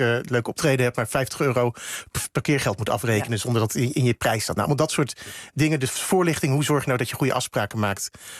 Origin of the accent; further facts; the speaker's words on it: Gouda, South Holland, Netherlands; Ik kom zelf uit Gouda, vorig jaar 750 jaar.